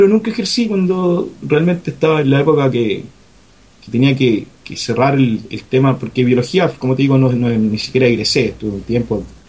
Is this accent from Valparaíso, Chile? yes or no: yes; Quilpué, Valparaíso, Chile; Un grupo que nació incluso en Quilpué, de donde soy yo